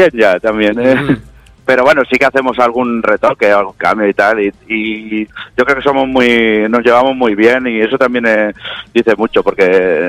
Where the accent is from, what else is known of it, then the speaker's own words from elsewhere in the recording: Vila-seca, Catalonia, Spain; En Tarragona, nosotros somos de aquí, de Vilaseca de Tarragona.